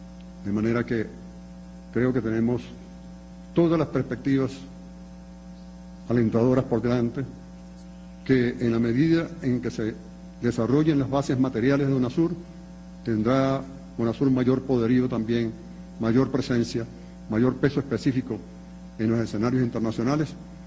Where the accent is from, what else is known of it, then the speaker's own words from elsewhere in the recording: Venezuela; Porque yo como venezolano, nosotros los de Venezuela y creo que de otros territorios fronterizos con Colombia, sufrimos las consecuencias del conflicto armado en Colombia.